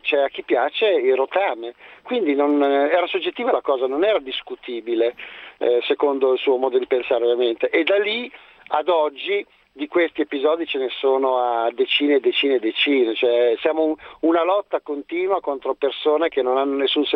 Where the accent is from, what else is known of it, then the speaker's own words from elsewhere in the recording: Cernusco sul Naviglio, Lombardy, Italy; now in Milan, Italy; Io adesso telefono da Milano, sono di Cernusco sul Naviglio.